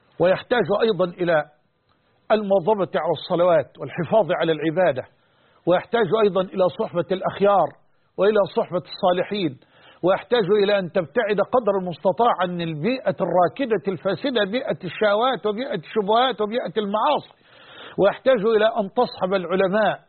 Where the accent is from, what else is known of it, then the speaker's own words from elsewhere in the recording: Egypt; وأن يحفظ بلدنا مصر